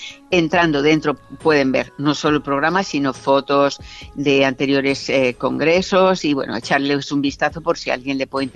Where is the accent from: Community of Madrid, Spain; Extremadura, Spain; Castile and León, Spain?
Community of Madrid, Spain; Madrid; yo soy una fanática de mi pueblo, de Madrid.